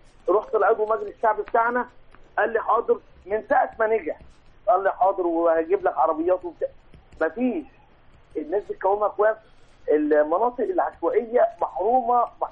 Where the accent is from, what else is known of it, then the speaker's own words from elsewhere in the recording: Sharqia Governorate, Egypt; أنا بفخر إن أنا مصري بصراحة